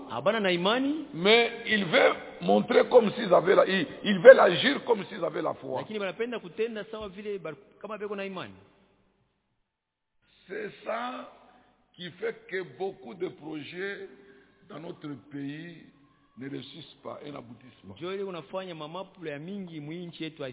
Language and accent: French; DR Congo; Ici chez nous au Congo